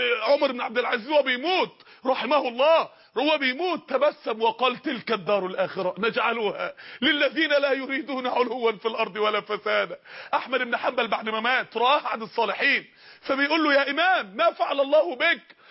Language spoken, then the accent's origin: Arabic; Mansoura, Dakahlia, Egypt; احدى النساء الفاضلات عندنا في المنصورة